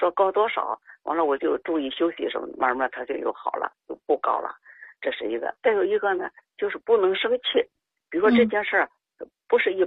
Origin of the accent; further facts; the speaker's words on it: Beijing, China; also born or lived in Shandong; 是山东，但是我小时候就来北京了